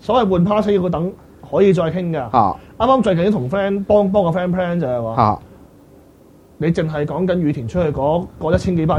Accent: Hong Kong; 我哋香港人飛過去，或者我哋去旅行，九成九唔係飛關西就飛東京

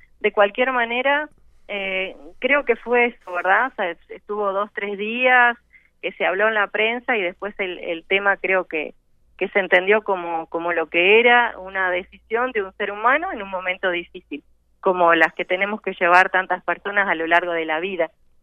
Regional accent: Uruguay; fue una decisión difícil que como muchos uruguayos hubo que tomar

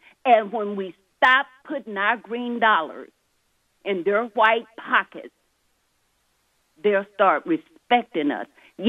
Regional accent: the South, United States; Back in the day, when my mother and my father were young people, they had a system where I grew up in the South.

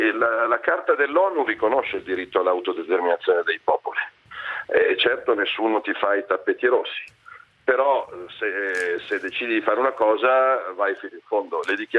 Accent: Milan, Lombardy, Italy; il 22 ottobre io non vado a votare da milanese

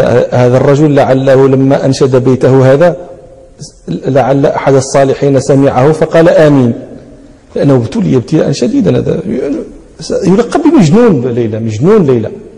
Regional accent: Morocco; أهل البدو عندنا في المغرب، في بعض نواحي المغرب

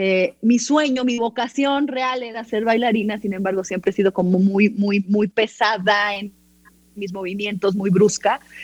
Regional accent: Tehuacán, Puebla, Mexico; born there; Yo fui la única en mi familia que nací en Tehuacán.

